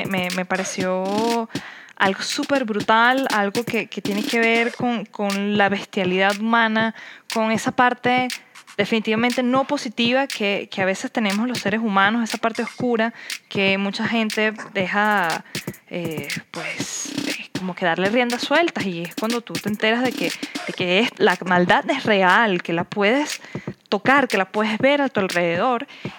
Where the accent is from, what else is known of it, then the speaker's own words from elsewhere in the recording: Venezuela; now in Costa Rica; yo estaré aquí en el mundo de la pura vida, pero yo también vengo de un país donde la vida vale muy poco